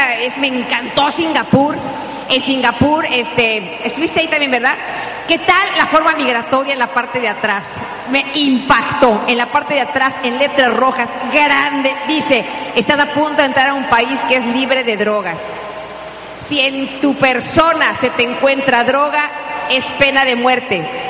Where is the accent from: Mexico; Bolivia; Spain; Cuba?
Mexico; mexicanos no somos católicos, somos guadalupanos. Es una devoción por la Virgen de Guadalupe muy grande en mi país.